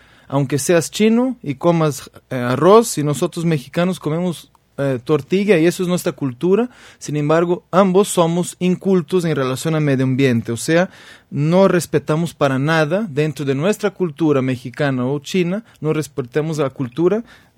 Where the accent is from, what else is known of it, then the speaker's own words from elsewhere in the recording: Brazil; Spanish is a second language; Tú eres mexicano, yo soy brasileño